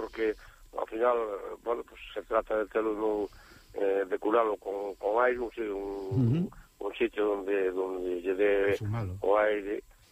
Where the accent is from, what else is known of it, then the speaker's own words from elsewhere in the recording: A Fonsagrada, Galicia, Spain; Ten moitas parroquias, e hai parroquias, por exemplo, na miña parroquia, que é a Veiga de Logares